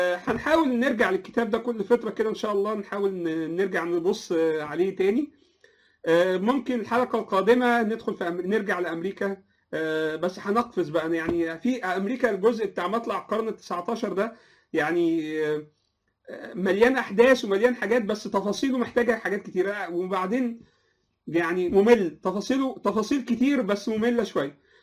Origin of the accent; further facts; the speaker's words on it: Egypt; والاتراك جزء برضو لهم ميراث في مصر، واحنا كمصريين لنا ميراث في تركيا المعاصره